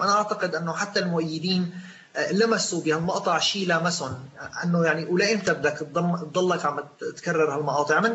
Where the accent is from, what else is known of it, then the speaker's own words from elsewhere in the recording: Syria; نحن كسوريين عندنا رصيد وتاريخ بالنجاح بثوراتنا